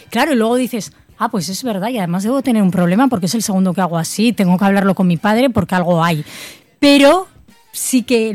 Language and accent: Spanish; Zaragoza, Aragon, Spain; es la primera vez que publico con una editorial de Zaragoza, que ya me hacía ilusión publicar en mi tierra